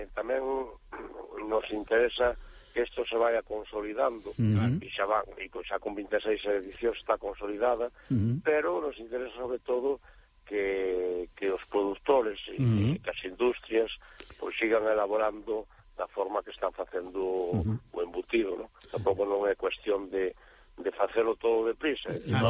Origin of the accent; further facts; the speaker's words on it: A Fonsagrada, Galicia, Spain; Ten moitas parroquias, e hai parroquias, por exemplo, na miña parroquia, que é a Veiga de Logares